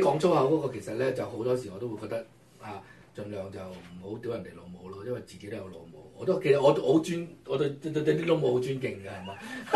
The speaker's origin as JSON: {"language": "Cantonese", "town": "Haifeng", "region": "Guangdong", "country": "China", "tie": "born or raised there", "said": "我鄉下隔離啦，係咪先啊？係嘛？烏坎村係喺陸豐，我話海豐。"}